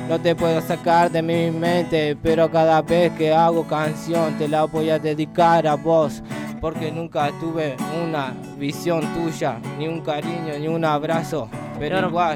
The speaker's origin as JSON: {"language": "Spanish", "town": "Rosario", "region": "Santa Fe", "country": "Argentina", "said": "Yo soy leproso, soy rosarino, aguante Bellavista, zona este."}